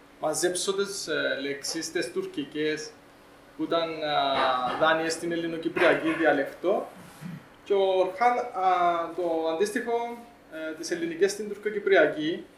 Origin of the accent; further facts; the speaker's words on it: Athienou, Larnaca District, Cyprus; Είμαι από την Αθιένου. Και είμαι πολλά κοντά η Αθιένου, που δαμέ, αν ξέρετε που είναι. Βασικά, Αχτίνα σχεδόν 15 λεπτά.